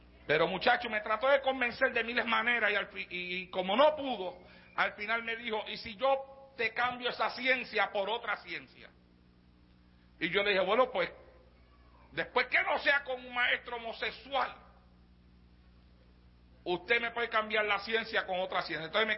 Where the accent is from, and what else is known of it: Santa Isabel, Puerto Rico; born or raised there